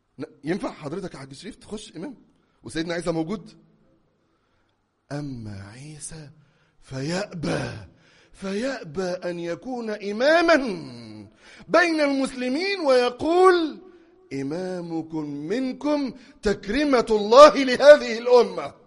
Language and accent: Arabic; Egypt; أنا أقدر أننا كمصريين لم نرى ذلك بأعيننا في بلادنا قط